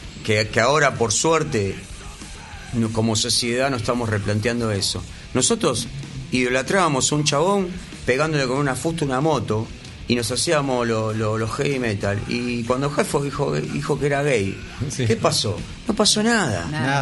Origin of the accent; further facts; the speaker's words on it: Argentina; que pasa es que el argentino, nosotros particularmente como sociedad, necesitamos el contra.